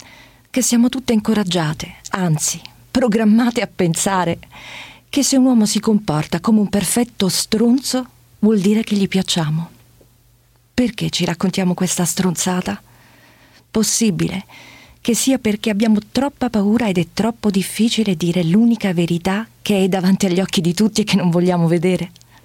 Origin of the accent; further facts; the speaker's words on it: Catania, Sicily, Italy; now in Rome, Italy; Sono nata a Catania.